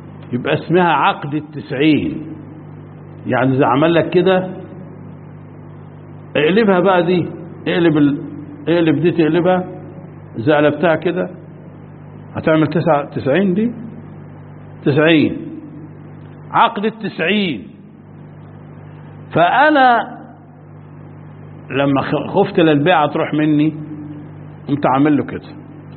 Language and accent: Arabic; Egypt; مش فاهم، وانا مصري زيك بس مش فاهم